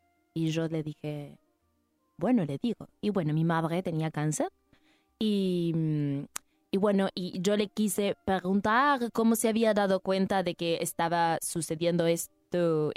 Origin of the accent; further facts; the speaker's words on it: Uruguay; also born or lived in France; No, no, yo en verdad soy uruguaya, pero me fui a vivir a Francia y viví muchos años en Francia y después volví hace 10 añitos.